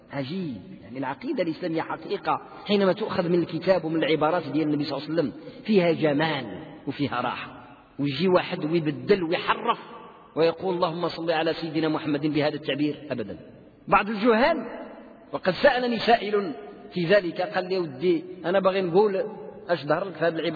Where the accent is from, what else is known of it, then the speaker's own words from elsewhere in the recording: Morocco; كان عندنا في المغرب علماء يملؤون الدنيا